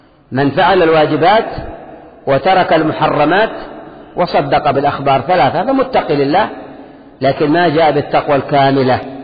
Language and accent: Arabic; Yemen; فبعض الأشياء عندنا في اليمن ليست من خوارم المروءة